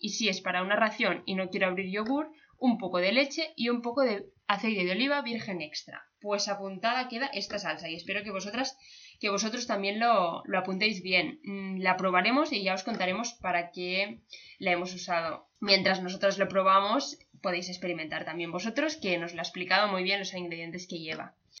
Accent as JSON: {"language": "Spanish", "region": "Balearic Islands", "country": "Spain", "said": "ya sabéis que somos de Menorca"}